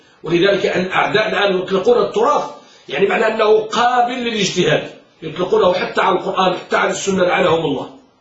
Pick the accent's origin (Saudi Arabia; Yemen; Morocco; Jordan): Morocco; الآن مثلا عندنا في المغرب موضوع التسهيل التسهيل، الرفق الرفق